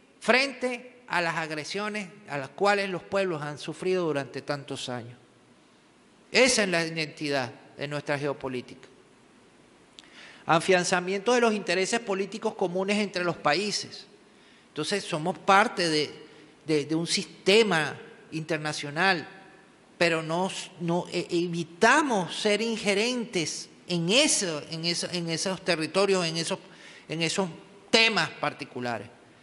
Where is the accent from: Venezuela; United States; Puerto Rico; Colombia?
Venezuela; Caracas, Capital District; born there; En la ciudad de Caracas, donde yo nací